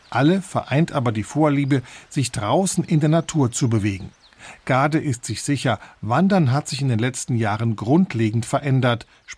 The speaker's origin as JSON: {"language": "German", "region": "Saarland", "country": "Germany", "tie": "born or raised there", "said": "Ich bin am Bostalsee aufgewachsen."}